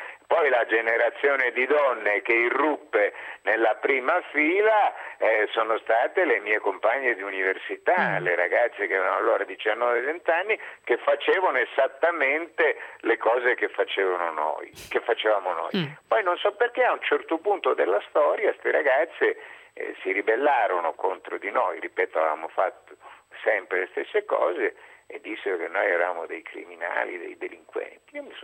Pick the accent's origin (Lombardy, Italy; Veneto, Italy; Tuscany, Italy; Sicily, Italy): Sicily, Italy; Catania; io sono nato a Catania, della mia infanzia, della mia giovinezza, stiamo parlando degli ultimi anni 50